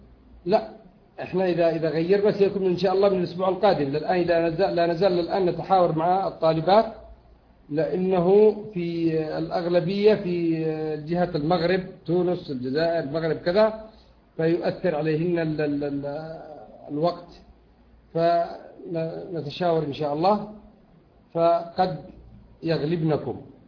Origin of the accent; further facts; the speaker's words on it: Yemen; يقولون بالذات أهل اليمن، وأنا يمني